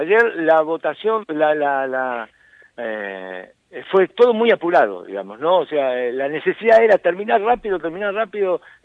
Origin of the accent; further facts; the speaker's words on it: Cuartel V, Buenos Aires Province, Argentina; Yo soy de Cuartel Quinto